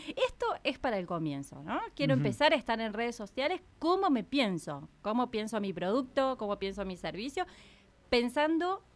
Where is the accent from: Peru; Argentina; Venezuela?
Argentina; Córdoba; Como buena cordobesa, tengo que decir.